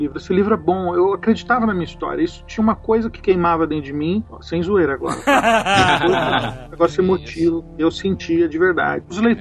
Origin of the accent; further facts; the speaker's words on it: Osasco, São Paulo, Brazil; Ah, eu sou de Osasco, sim.